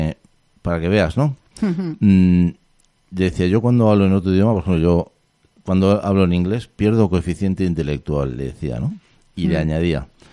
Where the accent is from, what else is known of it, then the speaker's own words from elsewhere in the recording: Madrid, Community of Madrid, Spain; Yo soy de Madrid, ¿no?